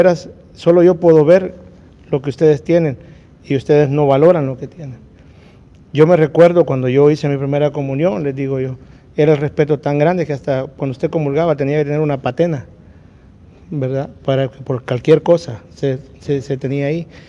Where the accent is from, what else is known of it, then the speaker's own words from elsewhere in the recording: El Salvador; moved away; Yo cuando me vine de El Salvador para acá, emigré casi que solo.